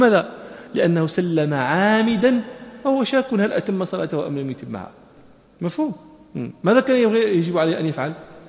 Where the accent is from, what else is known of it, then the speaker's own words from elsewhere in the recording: Morocco; ونحن عندنا في المغرب وكذا